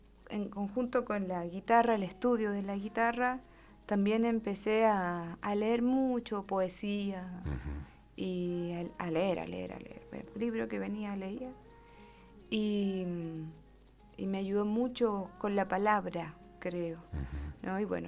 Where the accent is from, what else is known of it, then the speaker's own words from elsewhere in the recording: Curimón, Valparaíso, Chile; also born or lived in Viña del Mar / Bucalemu; Y después me fui al Valle de la Aconcagua, a Bucalemu. Uh-huh. Y ahí estuve un poquito de mi infancia, hasta los 6 años. Y después me fui a un pueblito muy cercano, que es Curimón